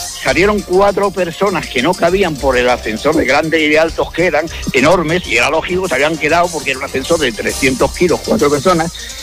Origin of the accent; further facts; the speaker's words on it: Andalusia, Spain; now in Madrid, Spain; yo cuando me casé vivía en un piso, en un barrio de Madrid, yo aunque soy andaluz, vivo en Madrid